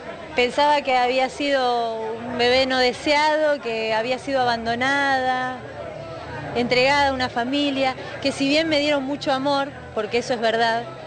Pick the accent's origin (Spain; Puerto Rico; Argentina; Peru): Argentina; Buenos Aires; Soy una porteña trucha yo.